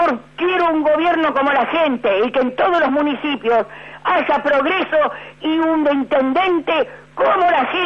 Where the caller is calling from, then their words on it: Avellaneda, Buenos Aires Province, Argentina; Soy de Avellaneda